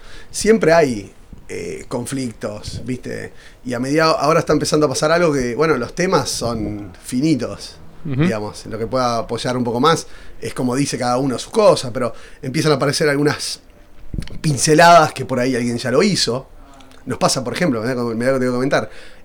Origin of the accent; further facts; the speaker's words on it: Uruguay; yo soy uruguayo, pero por mi manera de hablar muchas veces, o como visto, además, doy como medio porteño.